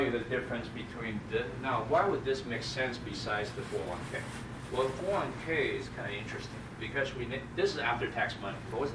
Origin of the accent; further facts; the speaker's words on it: North Carolina, United States; I'm from North Carolina.